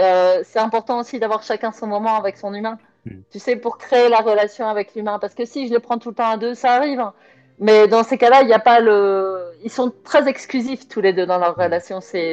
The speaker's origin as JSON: {"language": "French", "town": "Roubaix", "region": "Hauts-de-France", "country": "France", "tie": "born or raised there", "said": "je suis née à Roubaix et j'ai vécu 39 ans à Roubaix, parce que là, je viens d'avoir 43 ans"}